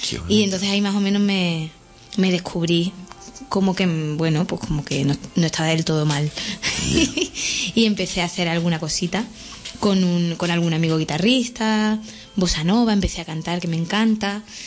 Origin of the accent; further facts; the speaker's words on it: Bornos, Andalusia, Spain; Tengo una cajita en mi pueblo, en Bornos, allí en Cádiz, llena de letras de cuando vivía ahí, que era súper pequeña.